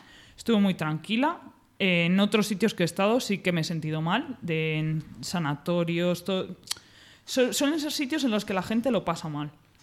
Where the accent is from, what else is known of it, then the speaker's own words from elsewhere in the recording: Segovia, Castile and León, Spain; yo soy de Segovia y las casas de mi zona, las casas abandonadas, son las típicas casas abandonadas de labradores